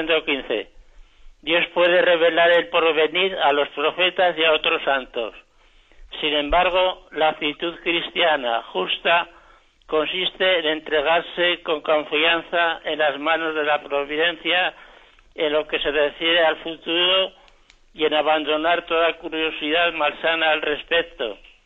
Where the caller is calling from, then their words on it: Zaragoza, Aragon, Spain; de Zaragoza.